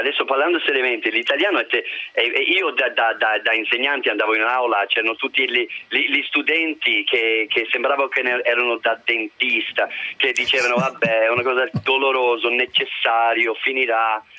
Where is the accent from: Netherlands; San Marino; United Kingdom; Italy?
United Kingdom; Birmingham, West Midlands; Italian is a second language; Ma io dico così, io sono di Birmingham